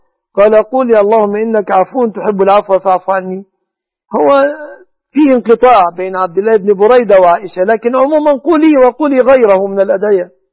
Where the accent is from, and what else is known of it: Egypt